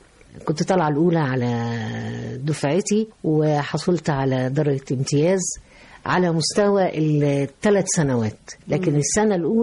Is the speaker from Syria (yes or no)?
no; Egypt; لكن في النهاية احنا بنحمل جوانا، انا مش عايز اقول الشركسي وإلى آخره، لكن عايز اقول ان انا مصرية 100%.